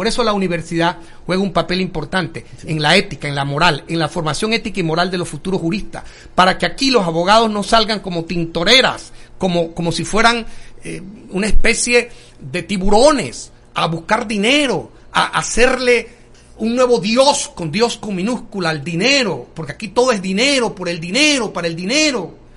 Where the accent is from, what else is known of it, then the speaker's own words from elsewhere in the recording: Tolé, Chiriquí, Panama; por supuesto, yo soy un hombre de Tolé